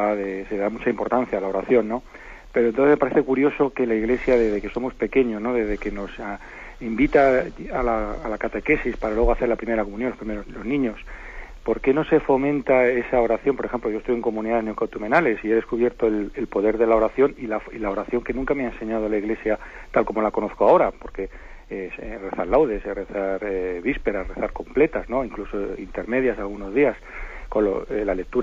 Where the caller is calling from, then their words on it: Zaragoza, Aragon, Spain; de Zaragoza.